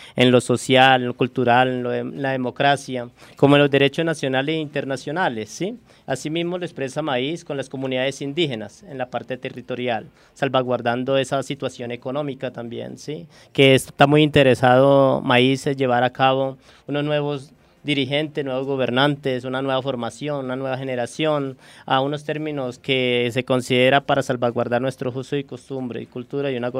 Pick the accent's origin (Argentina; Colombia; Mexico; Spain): Colombia; Natagaima, Tolima; más que es de mi pueblo y que viene construido de una historia de mi pueblo en Atagaima, Tolima